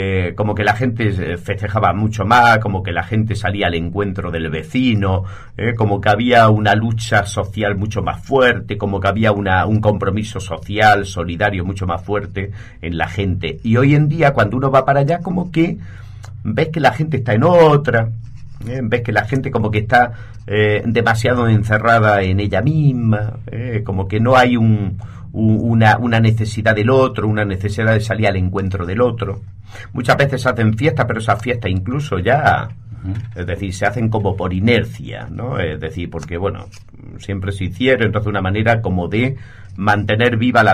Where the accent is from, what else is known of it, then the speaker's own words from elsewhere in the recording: Purchena, Andalusia, Spain; Un pueblito que está en la comarca del Mármol, en la provincia de Almería, dentro de lo que es la autonomía, nuestra autonomía de Andalucía.